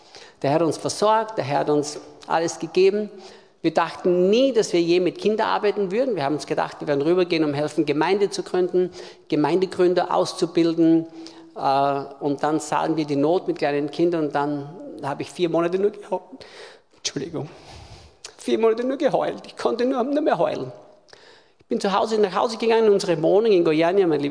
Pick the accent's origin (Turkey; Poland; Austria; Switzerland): Austria; ich bin Österreicher, bin in Österreich geboren vor fast 60 Jahren, bin im Hause eines Pfingstpastors aufgewachsen